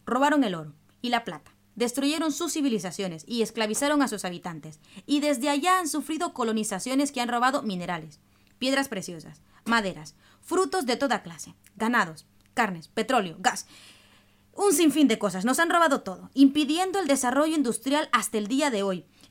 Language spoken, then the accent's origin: Spanish; El Salvador; Yo soy de El Salvador, y este país se especializó en perder